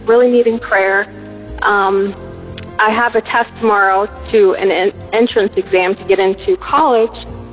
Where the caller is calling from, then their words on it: Florida, United States; I'm calling from South Florida.